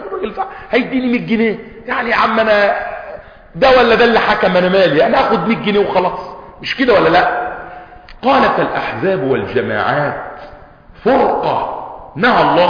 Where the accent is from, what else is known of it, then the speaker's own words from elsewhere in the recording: Egypt; احنا عندنا في مصر تقريبا فوق 80 مليون ميزو